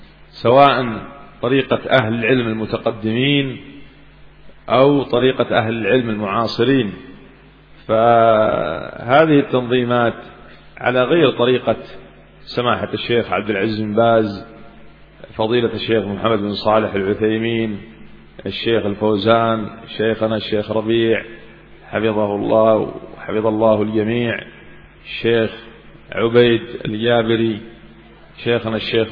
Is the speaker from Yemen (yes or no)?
yes; Yemen; كما حصل عندنا في اليمن مثلا